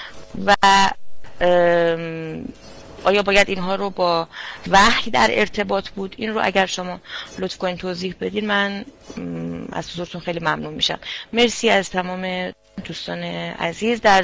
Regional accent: Iran; من شخصا فکر نمی کنم به عنوان یک ایرانی

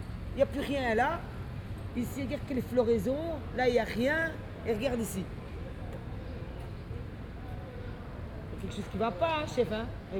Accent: Brussels, Brussels-Capital Region, Belgium; Je suis bruxelloise, moi je suis né ici à Bruxelles, ma famille c'est à Stalingrad.

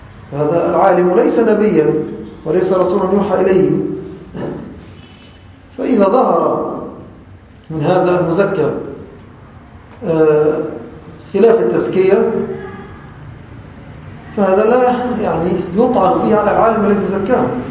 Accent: Egypt; وأغلب العامة خاصة في بلدنا مصر يتلفظون بهذا اللفظ على خلاف المعنى المقصود.

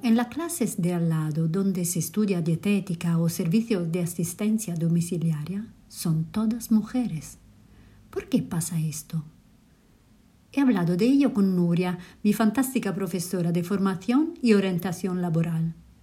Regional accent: Italy; Spanish is a second language; now in Madrid, Spain; italiana recién mudada a Madrid, por eso perdón mi castellano.

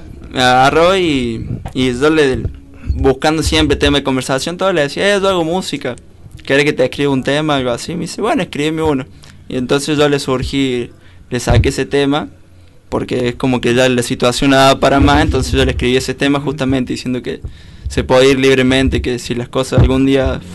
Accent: Córdoba, Argentina; Soy un cordobés raro yo, porque no soy del cuarteto ni eso.

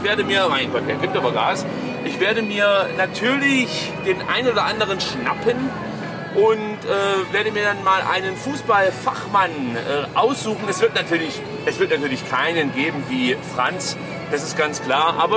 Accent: Netherlands; German is a second language; Ich bin ja Holländer und kultiviert sprechen ist bei uns noch nicht so richtig angekommen.

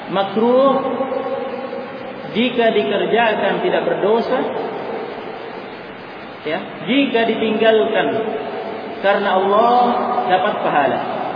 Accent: Makassar, South Sulawesi, Indonesia; meskipun kita orang Makassar, ya, karena faktor bahasa saja mereka mengatakan air

